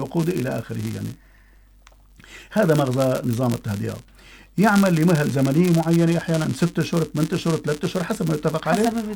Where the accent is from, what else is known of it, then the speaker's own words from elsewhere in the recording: Syria; طبعا نحن عندنا بسوريا